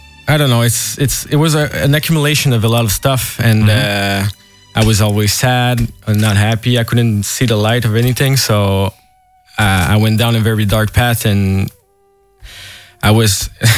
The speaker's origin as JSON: {"language": "English", "town": "Montreal", "region": "Quebec", "country": "Canada", "said": "Yeah, I came all the way from Montreal. I arrived yesterday"}